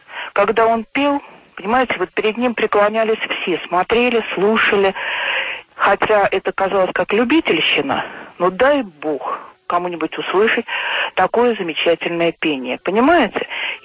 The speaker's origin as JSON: {"language": "Russian", "region": "Moscow", "country": "Russia", "said": "я из Москвы."}